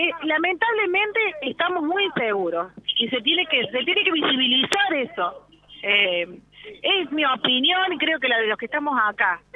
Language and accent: Spanish; Villa Allende, Córdoba, Argentina; Nosotros somos de Villa Allende y estamos peleando por Villa Allende